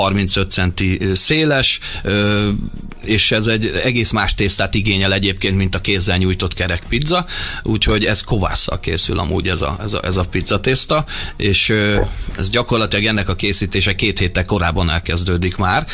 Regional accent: Hungary; Most is ugye magyarként, hogy a hotelba kellett egy vízforralóba főznöm gyakorlatilag a spárgát

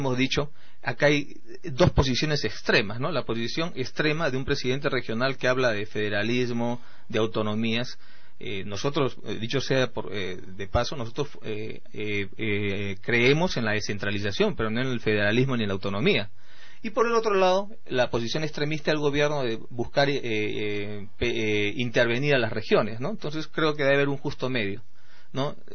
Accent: Lima, Peru; Porque yo soy limeño.

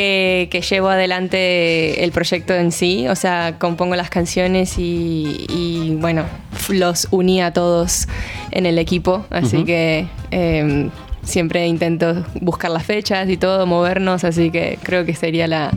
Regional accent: Buenos Aires, Argentina; No, yo soy de Buenos Aires.

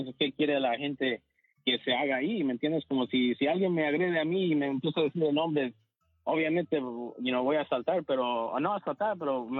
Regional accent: Mexico; now in United States; yo soy mexicano, gracias a Dios tengo DACA

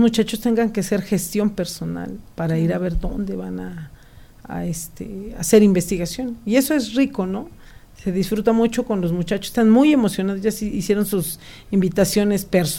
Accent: Amecameca, State of Mexico, Mexico; Yo soy originaria de Amecameca.

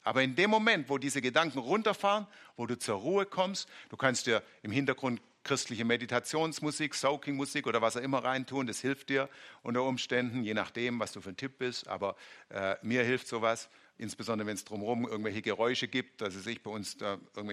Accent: Baden-Württemberg, Germany; Muss man aufpassen, als Schwabe klingt es so wie sehen.

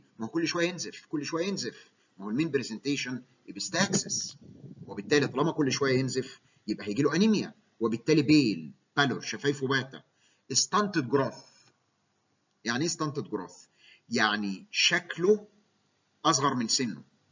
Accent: Egypt; ونفتخر كمصريين ان اكتشاف كلمه فروج فيس ديفورميتي دكتور مصري

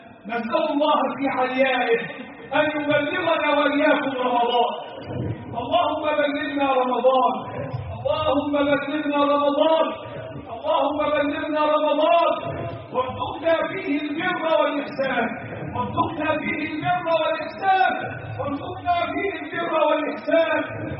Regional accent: Egypt; اللهم احفظ بلدنا مصر

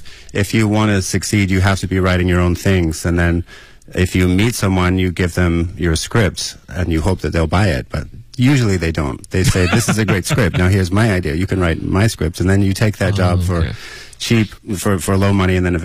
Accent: United States; moved away as an adult; now in China; I'm originally from America, and I came here about 14 or 15 years ago, straight out of film school

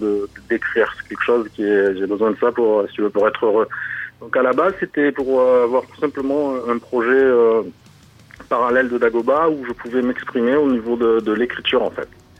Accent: Marseille, Provence-Alpes-Côte d'Azur, France; quand on vient de pas de Paris et de Marseille, donc à l'opposé

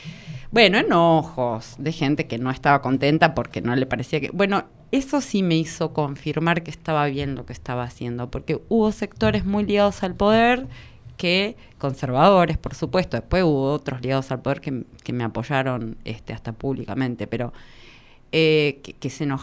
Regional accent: Catamarca, Argentina; me traen a Buenos Aires, todo el mundo sabe todo, y yo vengo de Catamarca

